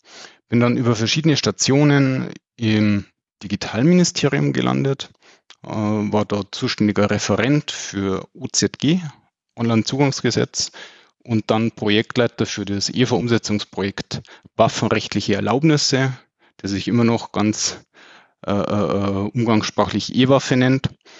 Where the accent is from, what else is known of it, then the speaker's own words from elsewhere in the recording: Munich, Bavaria, Germany; born there; Ich bin geborener Münchner